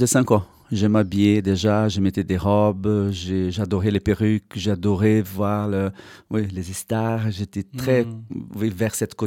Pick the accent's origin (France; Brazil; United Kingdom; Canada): Brazil; now in Brussels, Belgium; Moi, je venais de la campagne du Brésil